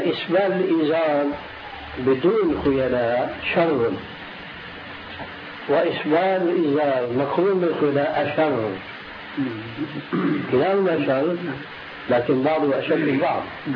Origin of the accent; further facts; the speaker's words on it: Syria; عندنا في سوريا